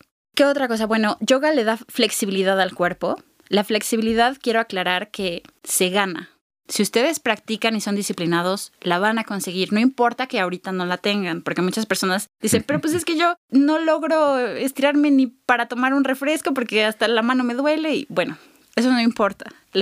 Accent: Mexico; nosotros como mexicanos sabemos lo que no es tener paz

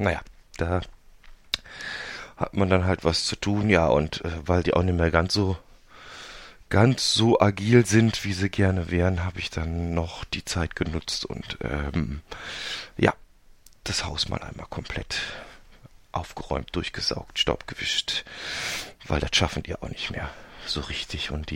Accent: Cologne, North Rhine-Westphalia, Germany; sage ich natürlich als Kölsche Jung auch jedes Mal

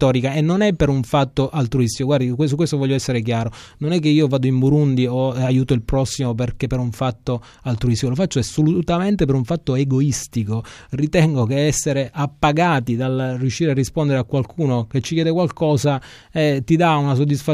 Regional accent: Sicily, Italy; proprio perché sono un siciliano convinto

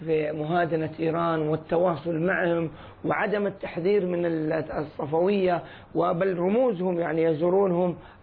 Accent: Saudi Arabia; موقفهم المميع أثناء حرب الحوثيين عندنا في السعودية

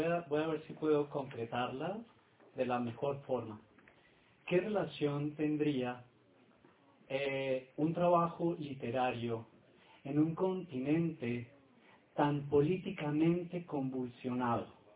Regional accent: Colombia; Yo soy colombiano y he vivido también la guerra en Colombia.

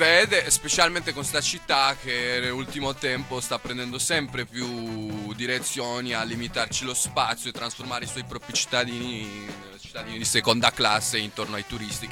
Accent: Florence, Tuscany, Italy; Un quartiere dove non trovi nessun senso come fiorentino o come persona che si vive Firenze di starci

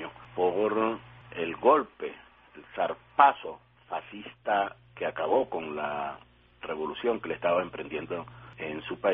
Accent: Venezuela; su interés como seres humanos, como venezolanos, que nos conmovió muchísimo.

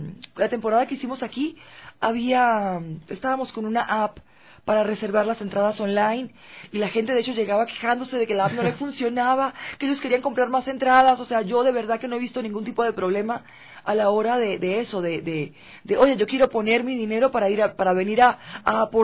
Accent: Venezuela; now in Quito, Ecuador; yo que soy venezolana y tal vez no estoy tan incorporada aún con la sociedad quiteña

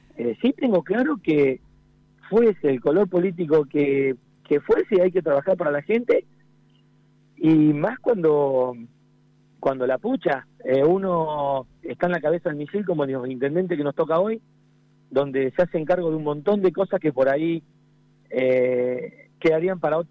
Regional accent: La Adela, La Pampa, Argentina; also born or lived in Bahía Blanca; Sí, nací en Bahía Blanca, pero nada, nací por una cuestión de seguridad para mi madre, el parto, pero sí, siempre estuve en la localidad de la Adela.

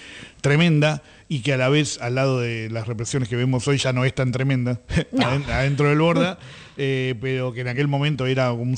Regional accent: Buenos Aires, Argentina; Bueno, en fin, somos de Buenos Aires

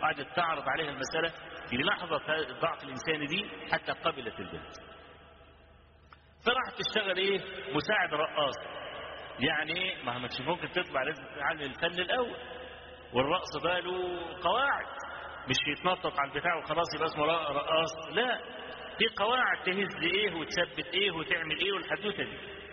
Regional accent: Egypt; كان في شارع الهرم عندنا في مصر،

